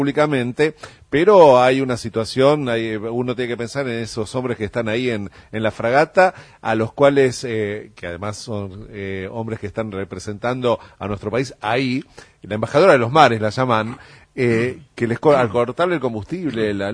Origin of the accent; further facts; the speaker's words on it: Argentina; a nosotros como argentinos nos corresponde separar la paja del trigo